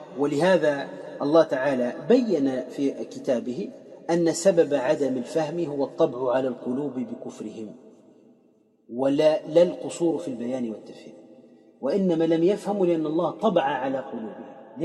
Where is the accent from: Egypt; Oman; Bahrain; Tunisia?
Tunisia; وعندنا في تونس الحضر